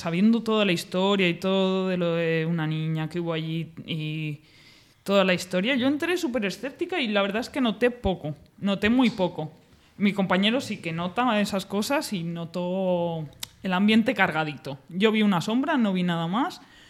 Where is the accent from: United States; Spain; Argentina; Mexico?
Spain; Segovia, Castile and León; yo soy de Segovia y las casas de mi zona, las casas abandonadas, son las típicas casas abandonadas de labradores